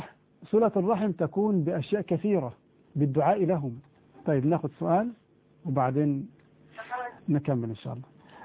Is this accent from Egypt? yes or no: yes; Egypt; في مصر عندنا هنا القائمة تسمى الصداق بما فيها المؤخر